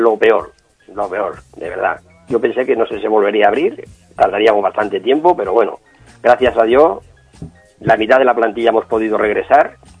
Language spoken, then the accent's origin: Spanish; Zarza de Granadilla, Extremadura, Spain; born there; Yo nací en el norte de Extremadura, en un pueblo que se llama Zarza de Granadilla, provincia de Cáceres.